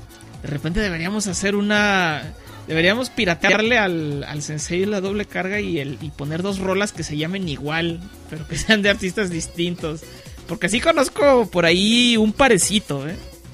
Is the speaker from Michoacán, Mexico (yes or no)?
no; Aguascalientes, Mexico; Soy de Aguascalientes, México, para quienes no lo sepan